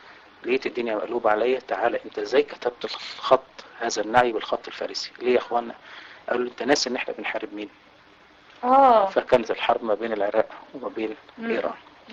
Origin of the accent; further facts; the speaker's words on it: Marsafa, Qalyubia, Egypt; بلد قريه اسمها مرصفه تتبع مركز بنها محافظه القليوبيه.